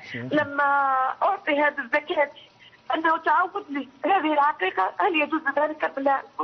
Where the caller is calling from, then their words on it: Algeria; من الجزائر، من فضلك